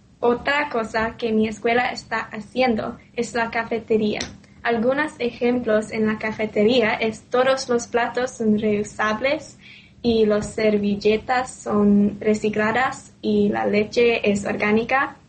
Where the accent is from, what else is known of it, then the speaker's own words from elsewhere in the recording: United States; Spanish is a second language; now in Thailand; soy de los Estados Unidos.